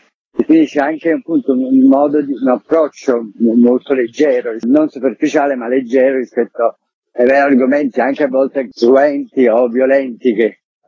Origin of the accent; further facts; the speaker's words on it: Naples, Campania, Italy; in quanto napoletano e amante poi di quel sito